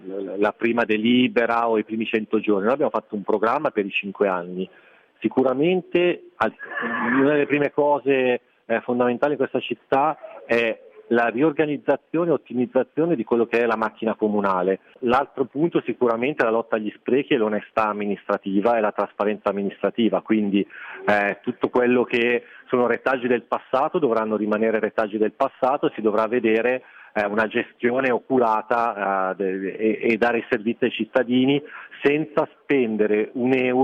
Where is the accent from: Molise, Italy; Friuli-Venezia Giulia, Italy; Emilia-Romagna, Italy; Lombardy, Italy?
Lombardy, Italy; Monza; now in Naples, Italy; Sono napoletano a tutti gli effetti, nel senso che la mia origine è Monza, la mia città dove abito è Napoli, quindi ormai sono napoletano, ecco. Dopo un po' di diffidenza magari per l'accento che non ho ancora preso